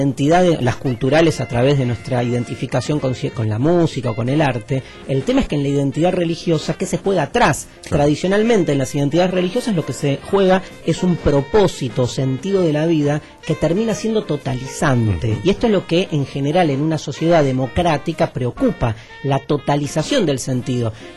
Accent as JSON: {"language": "Spanish", "country": "Argentina", "said": "ni como judío, ni como argentino, ni como judío argentino, como lo quieras comulgar, esa identidad rara que conflictiva y hermosa que tenemos muchos judíos argentinos"}